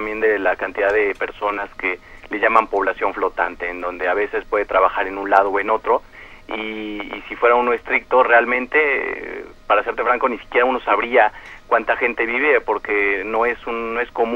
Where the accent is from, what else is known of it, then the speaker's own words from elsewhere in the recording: Mexico City, Mexico; soy originario del DF y créeme que entre lo que es mi esposa y la familia que de mi esposa que vive aquí en el DF, muchas veces yo soy el extranjero en las reuniones